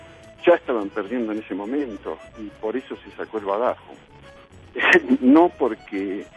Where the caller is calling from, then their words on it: Tilcara, Jujuy, Argentina; de Tilcara